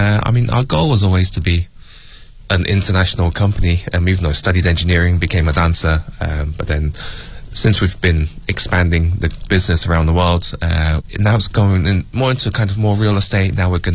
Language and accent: English; England, United Kingdom; growing up in England and in a small white city as a Chinese person